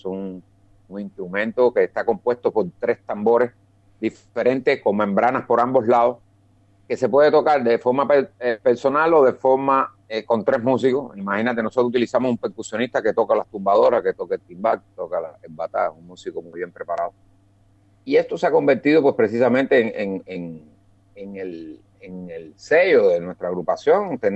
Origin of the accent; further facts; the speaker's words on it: Pinar del Río, Cuba; yo soy de Cuba, de la provincia de Pinar del Río, que es la provincia más al oeste de Cuba. Estamos a solamente 150 kilómetros de la capital, de La Habana.